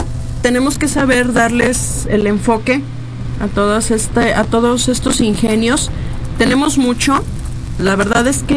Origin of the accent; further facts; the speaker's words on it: Mexico; a explotar todo este ingenio que tenemos como mexicanos